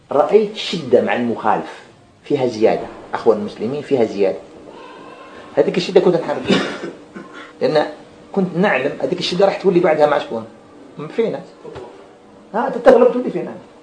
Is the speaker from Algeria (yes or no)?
yes; Algeria; moved away as an adult; now in Saudi Arabia; ها أنا ذا جيت مهاجر من الجزائر للسعودية